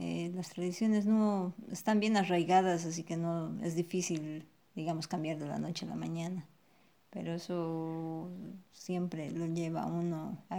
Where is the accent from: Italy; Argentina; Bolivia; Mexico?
Bolivia; La Paz; Eso solamente se puede comer en La Paz, de donde yo vengo.